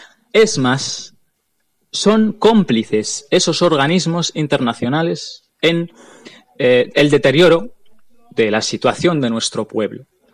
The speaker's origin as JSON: {"language": "Spanish", "country": "Western Sahara", "said": "Como saharaui, no quiero hacer un análisis de nuestra situación"}